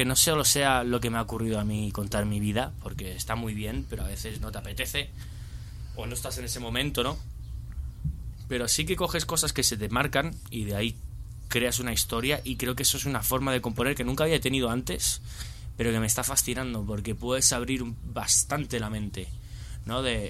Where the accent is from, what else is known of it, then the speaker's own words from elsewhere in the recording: Spain; mi madre es inglesa, mi padre es italiano, pero mi padre se crió en Inglaterra, un poco como yo me crié en España